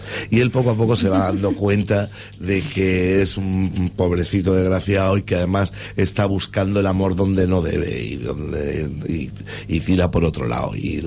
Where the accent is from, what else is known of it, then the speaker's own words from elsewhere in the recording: Andalusia, Spain; yo soy de Andalucía y podría decir que la Feria de Málaga, que es maravillosa